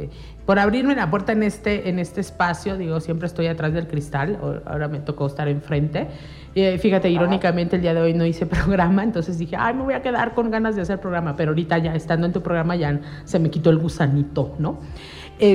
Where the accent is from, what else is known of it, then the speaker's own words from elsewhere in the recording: Amecameca, State of Mexico, Mexico; nosotros somos ciudadanos de Amecameca, del mundo, ¿no?